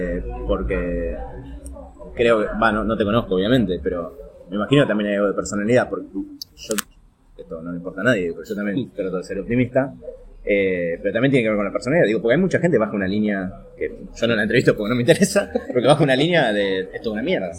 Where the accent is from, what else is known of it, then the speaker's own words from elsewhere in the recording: Argentina; los argentinos somos unos agrandados